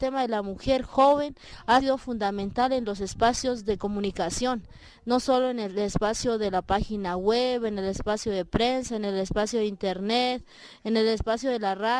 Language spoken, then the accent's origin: Spanish; Silvia, Cauca, Colombia; soy de Colombia, del departamento del Cauca, del suroccidente, municipio de Silvia, el resguardo del pueblo o nación Misak, es originario, somos Misak.